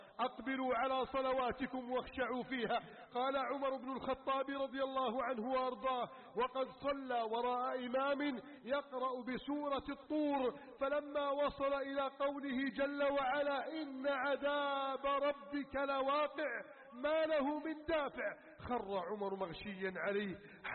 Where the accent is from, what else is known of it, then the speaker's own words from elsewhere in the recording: Egypt; اللهم احفظ بلدنا مصر، احفظ بلدنا مصر من كيد الكائدين